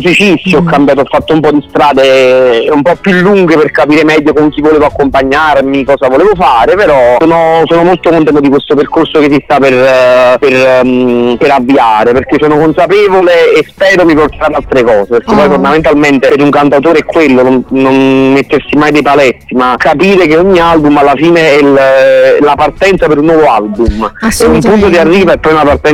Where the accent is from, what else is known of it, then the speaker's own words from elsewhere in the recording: Naples, Campania, Italy; Io da napoletano l'ho vissuto in maniera particolare